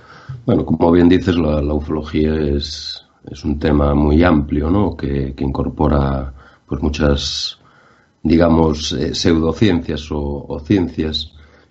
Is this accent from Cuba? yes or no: no; Ferrol, Galicia, Spain; incluso aquí uno en mi tierra, ¿no? En Ferrol